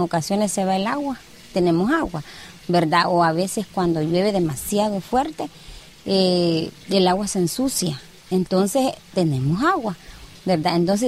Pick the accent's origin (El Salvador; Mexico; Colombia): El Salvador; Sonsonate; vivo aquí en Palmira, ¿verdad? Que somos del municipio de Sonsacate.